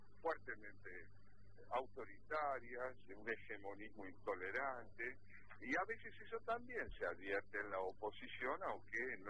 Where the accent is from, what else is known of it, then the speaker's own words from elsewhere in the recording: Argentina; nuestra situación particular como argentinos con respecto al idioma español es compleja